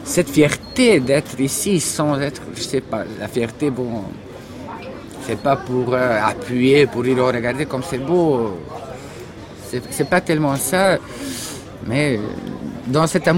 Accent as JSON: {"language": "French", "town": "Dubrovnik", "region": "Dubrovnik-Neretva County", "country": "Croatia", "said": "je suis de Dubrovnik, je suis très ancré, très profondément amoureux de ma ville, de ce territoire, de la Croatie en général aussi."}